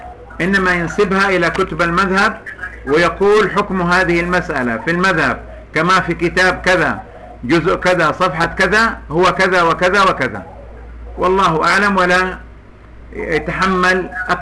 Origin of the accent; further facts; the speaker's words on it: Saudi Arabia; مثل هذه القضية حصلت عندنا في السعودية